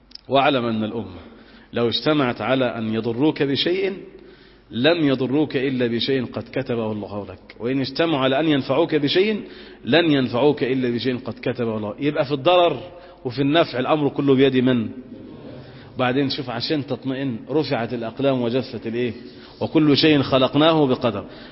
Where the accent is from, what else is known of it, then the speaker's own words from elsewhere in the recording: Egypt; أن ينزل على بلادنا مصر الأمن والأمان والسكينة والاستقرار